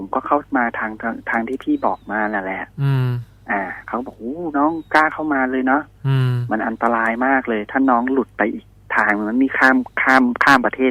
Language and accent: Thai; Bangkok, Thailand; โดยปกติแล้วเนี่ยผมมาเป็นคนกรุงเทพ